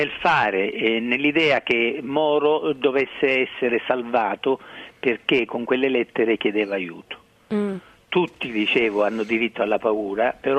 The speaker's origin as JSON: {"language": "Italian", "region": "Sicily", "country": "Italy", "tie": "born there", "said": "sono siciliano perché sono nato in Sicilia"}